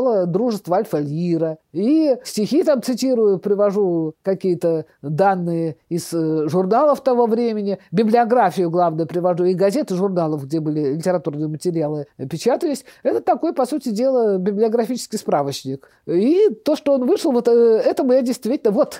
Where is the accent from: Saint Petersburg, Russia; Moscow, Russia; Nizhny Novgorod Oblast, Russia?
Saint Petersburg, Russia; Я говорю, что я из Ленинграда